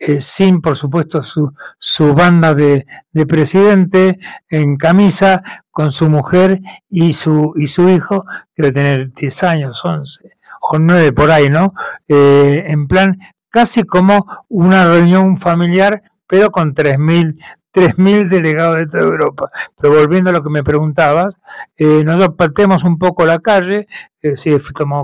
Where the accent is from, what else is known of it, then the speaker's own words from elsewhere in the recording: Caracas, Capital District, Venezuela; sigo viviendo en Venezuela, porque mi país donde yo nací, mis montañas, en el caso de Caracas, o mis lagos, o mi gente, o mis familiares que siguen viviendo aquí.